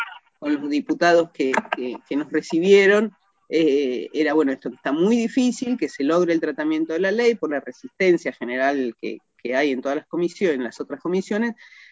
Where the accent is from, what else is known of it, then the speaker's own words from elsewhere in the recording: Buenos Aires, Argentina; y yo que soy porteña, digamos